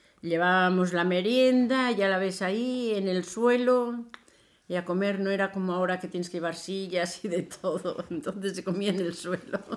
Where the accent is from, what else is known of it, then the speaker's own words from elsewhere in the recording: Barrillos, Castile and León, Spain; solo había un fotógrafo en mi pueblo que es Barrillos